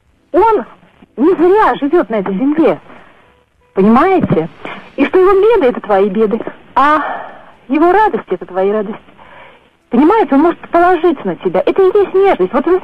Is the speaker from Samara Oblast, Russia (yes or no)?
yes; Samara, Samara Oblast, Russia; Я из Самары.